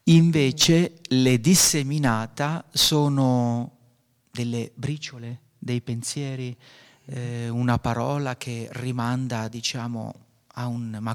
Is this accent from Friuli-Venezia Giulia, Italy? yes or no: no; Abruzzo, Italy; moved away as an adult; now in Alto Adige, Italy; sono abruzzese, sono qui da 22 anni.